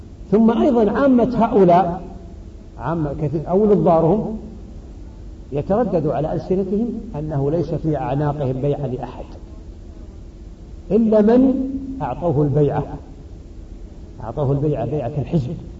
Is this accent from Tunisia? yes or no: no; Saudi Arabia; فالمعروف أن بلدي السعودية وأظنكم كذلك إن شاء الله